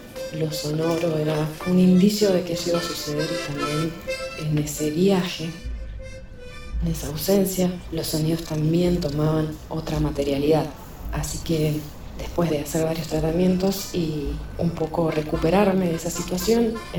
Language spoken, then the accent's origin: Spanish; San Juan, Argentina; soy de San Juan